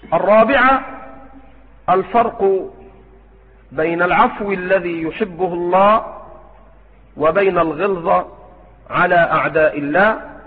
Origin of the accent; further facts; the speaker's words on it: Egypt; في مثل بلدنا مصر